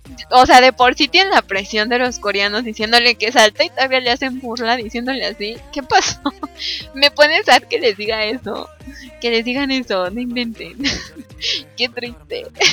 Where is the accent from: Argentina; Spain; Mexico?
Mexico; no, soy mexicana, muchachos. No. Tampoco hay que hacerle feo a nuestra nacionalidad, oigan.